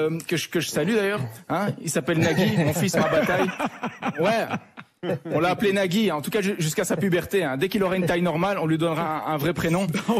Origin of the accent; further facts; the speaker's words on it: Belgium; Et il sait même pas que je suis belge.